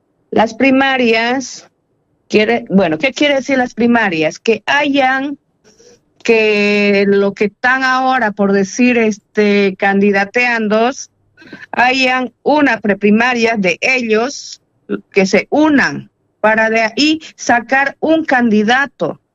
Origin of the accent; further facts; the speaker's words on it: Bolivia; para que nosotros como bolivianos hagamos ver la realidad que está pasando en nuestro país